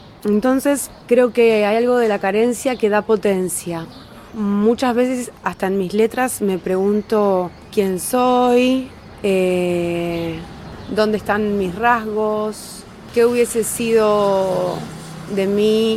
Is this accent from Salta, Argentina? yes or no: no; Trelew, Chubut, Argentina; No vengo de Buenos Aires tampoco. Vengo de Trelew, es una ciudad en la provincia de Chubut, al sur de Argentina, en la Patagonia argentina.